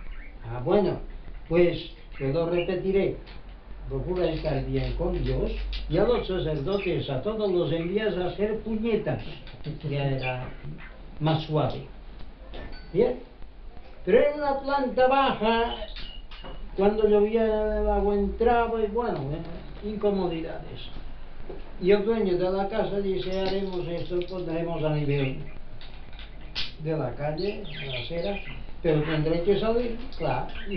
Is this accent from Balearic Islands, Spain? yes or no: yes; Inca, Balearic Islands, Spain; also born or lived in Palma; En Mallorca hay un pueblo, casi en el centro, de la isla que se dice Inca. Uh-huh. Yo nací en Inca.